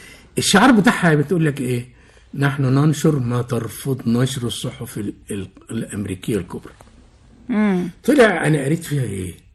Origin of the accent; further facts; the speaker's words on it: Egypt; اولا في المدخل تمثال مش موجود عندنا في مصر